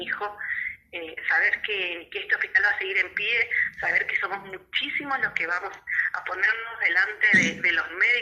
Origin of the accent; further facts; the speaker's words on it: Tierra del Fuego, Argentina; soy de Tierra del Fuego, estamos allá en la punta del país